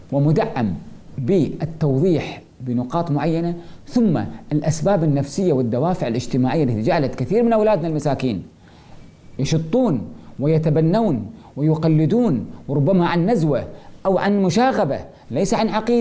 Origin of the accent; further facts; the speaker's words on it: Kuwait; عندنا في الكويت